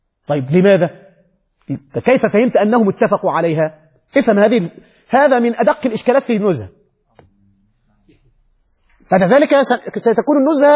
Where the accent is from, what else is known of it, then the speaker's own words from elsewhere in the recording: Egypt; نحن نحن بس مصري ماشي